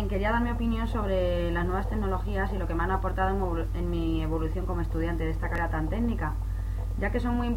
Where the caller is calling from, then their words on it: Ciudad Real, Castilla-La Mancha, Spain; llamo desde Ciudad Real.